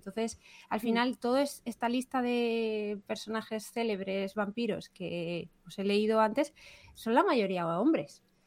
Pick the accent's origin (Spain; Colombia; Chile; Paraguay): Spain; Murcia, Region of Murcia; bueno, para empezar, porque yo soy de Murcia, ¿no? Y entonces me hacía gracia traerlo a mi ciudad. De origen, que yo ya no vivo allí